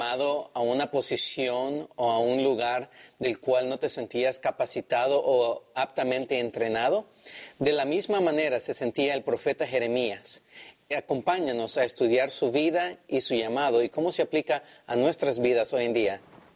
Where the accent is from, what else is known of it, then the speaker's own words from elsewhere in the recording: El Salvador; now in California, United States; también soy de California, como dos de mis compañeros aquí, aunque soy originario de El Salvador y soy estudiante de teología.